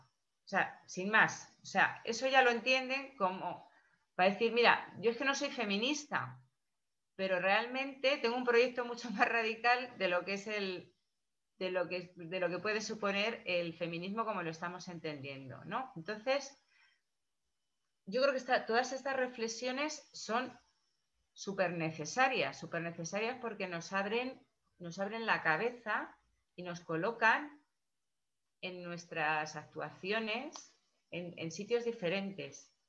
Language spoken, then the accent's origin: Spanish; Madrid, Community of Madrid, Spain; Yo soy de Madrid, ¿eh?